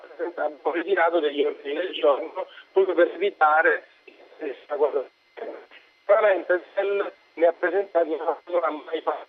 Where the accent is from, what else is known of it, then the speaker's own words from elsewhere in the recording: Sicily, Italy; io sono siciliano, sono della provincia di Messina.